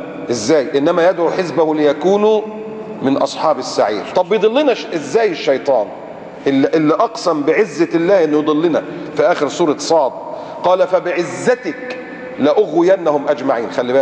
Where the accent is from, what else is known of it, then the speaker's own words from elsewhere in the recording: Egypt; المجرم السافل الممثل اللي عندنا في مصر ده اللي عمال يسخر من الاسلام ومن المسلمين